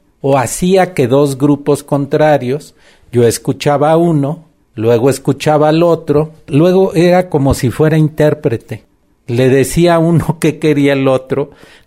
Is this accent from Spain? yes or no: no; Guerrero, Mexico; born there; now in Mexico City, Mexico; yo nací en Guerrero, que es una sociedad muy violenta, donde la gente prefiere morirse a balazos que de hambre. Y eso lo viví desde niño. Después me vine a la Ciudad de México, volví a la Universidad de Guerrero a dar clase